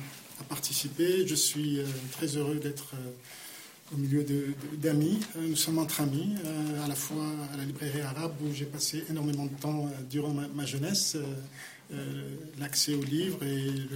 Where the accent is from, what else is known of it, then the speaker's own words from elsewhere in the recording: Geneva, Switzerland; also born or lived in Morocco; Moi, je suis un produit genevois, donc c'est vrai que... Mais je suis marocain et suisse, donc si vous voulez, j'ai toute ma vie vécu dans différents pays, notamment du monde arabe, mais j'ai toujours eu aussi ce lien avec la Genève